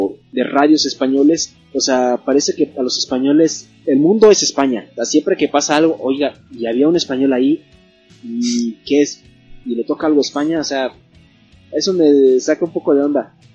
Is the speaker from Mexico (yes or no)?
yes; Mexico; para nosotros mexicanos no es tan chocante de escuchar como un español.